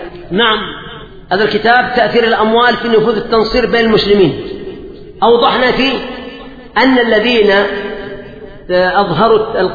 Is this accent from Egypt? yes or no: no; Yemen; لا يزال موجودين عندنا في اليمن